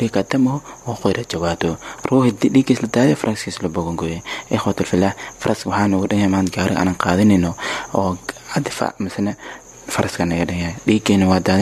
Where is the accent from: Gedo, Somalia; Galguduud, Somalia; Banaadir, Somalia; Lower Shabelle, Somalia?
Lower Shabelle, Somalia; Kunbaro; born there; meesha aan ku dhashay Shabeelaha Hoose gaar ahaan deegaanka Kuunbaro beesh aan ku soo jeedo waa beesh tuna gaar ahaan Hajooba